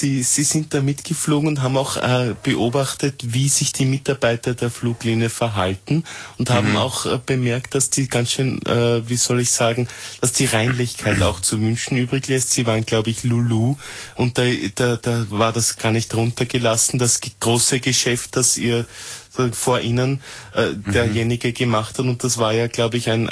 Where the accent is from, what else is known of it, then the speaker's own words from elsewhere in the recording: Austria; der Mitteleuropäer oder der Zentraleuropäer, der wir ja sind als Österreicher